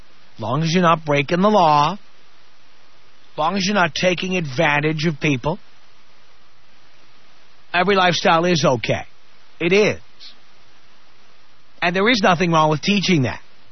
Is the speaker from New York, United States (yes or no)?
yes; New York, United States; I learned it by growing up in the South Bronx, a poor area. An area with people of all colors, all races.